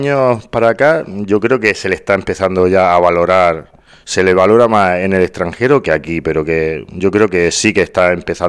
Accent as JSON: {"language": "Spanish", "town": "Granada", "region": "Andalusia", "country": "Spain", "said": "siendo granadino"}